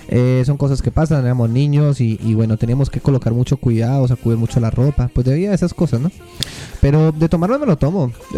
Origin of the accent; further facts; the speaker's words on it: Pereira, Risaralda, Colombia; En Colombia, yo soy de Pereira.